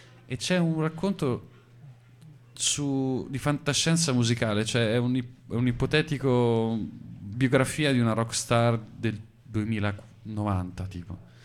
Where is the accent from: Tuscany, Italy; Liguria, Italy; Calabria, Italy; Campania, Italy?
Tuscany, Italy; in un ambiente che potrebbe essere quello di una Toscana valdarnese, da dove vengo io